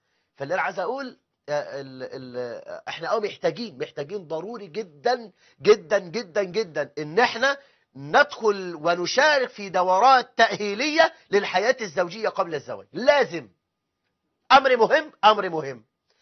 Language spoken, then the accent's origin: Arabic; Egypt; ما احنا عندنا في مصر 9 مليون امرأة مطلقة